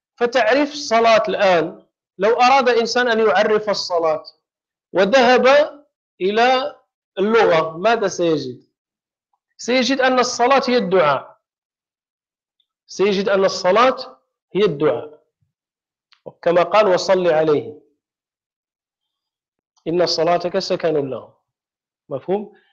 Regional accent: Morocco; فإذا كان شيء عندنا في المغرب مثلا معروفا ولا ينكره أحد

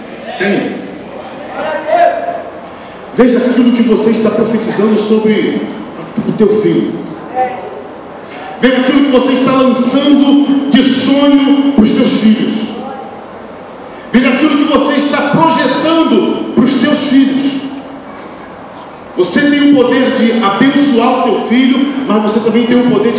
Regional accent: São Gonçalo, Rio de Janeiro, Brazil; also born or lived in Niterói; eu nasci em Niterói, mas fui criado em São Paulo. tem muito ego em São Gonçalo aqui, né? Mas eu fui criado em São Gonçalo.

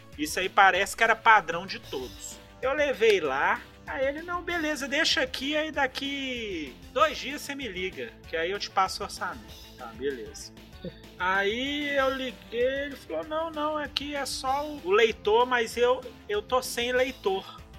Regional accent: Minas Gerais, Brazil; Sou mineiro, mas não sou bobo, não.

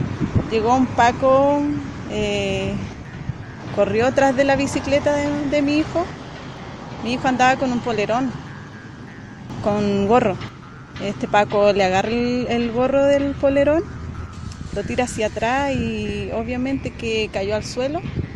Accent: Santiago, Santiago Metropolitan Region, Chile; also born or lived in Carahue; Llevamos 15 años ahí ya viviendo. Bueno, yo nací en Carahue. De ahí son mis papás, mi abuelo, mis primos, todo. Pero me crié en Santiago, más que nada.

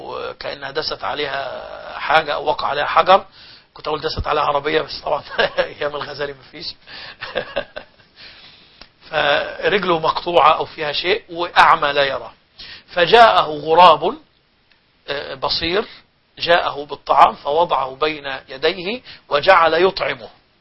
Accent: Egypt; عندنا في مصر الأيام الماضية

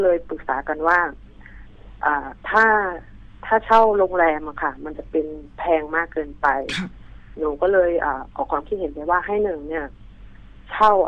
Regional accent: Isan, Thailand; แต่หนูเป็นคนอีสานนะคะ

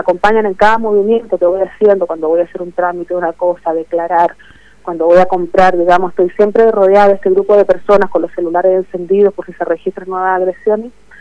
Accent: Chile; Que soy chilena.

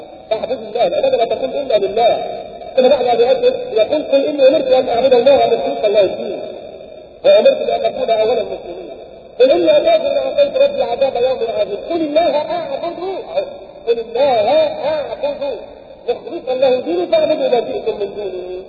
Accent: Egypt; احنا بس مصريين وفيها كرامات وفي بركات

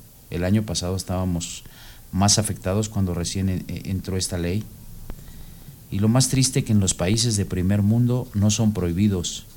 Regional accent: Mexico; Nosotros somos mexicanos y podemos habitar en China. Nuestra hábitat es México

